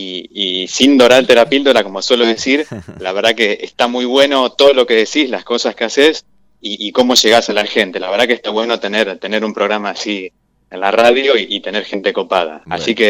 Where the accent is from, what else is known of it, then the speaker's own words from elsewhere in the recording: Gualeguaychú, Entre Ríos, Argentina; Yo soy originario de Gualeguaychú, mi familia es de allá.